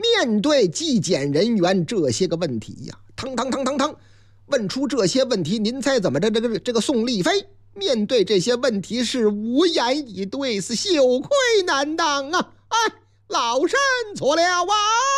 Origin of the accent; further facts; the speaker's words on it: Henan, China; 我老家河南呐，河南的建成